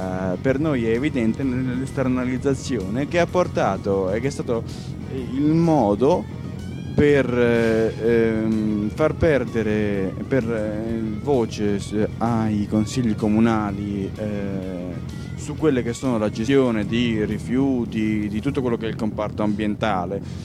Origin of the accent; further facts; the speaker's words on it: Calabria, Italy; noi dobbiamo portare avanti un'altra cosa come calabresi